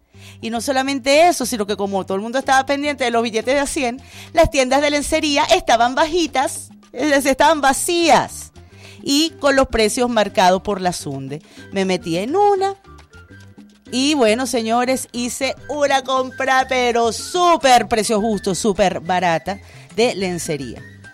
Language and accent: Spanish; Venezuela; Todos somos venezolanos